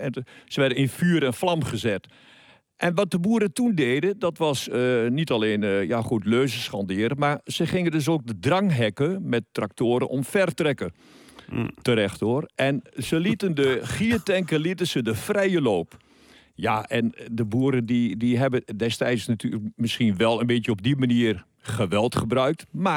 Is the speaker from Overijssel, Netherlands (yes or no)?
yes; Oldenzaal, Overijssel, Netherlands; Nee, ik ben van geboorte een Oldenzaler. Ik kom uit Boeskoolstad.